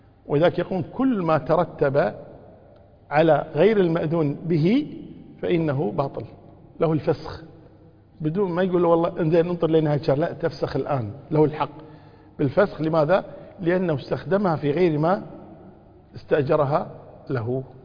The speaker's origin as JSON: {"language": "Arabic", "country": "Kuwait", "said": "سكنوا في بيت في عندنا في الكويت هنا في إحدى المناطق"}